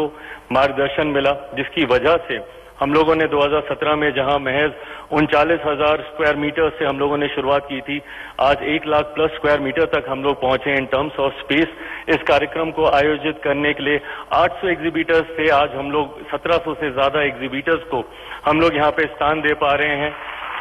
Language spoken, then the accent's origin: Hindi; Bihar, India; और मैं बिहारी हूं, इसलिए मुझे ज्यादा गर्व होता है जब मखाना, जिसका सबसे ज्यादा उत्पादन मेरे राज्य से होता है